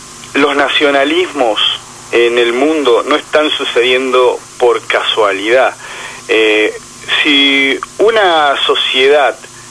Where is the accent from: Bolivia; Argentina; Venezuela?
Argentina; nosotros estemos en un estado de situación como sociedad argentina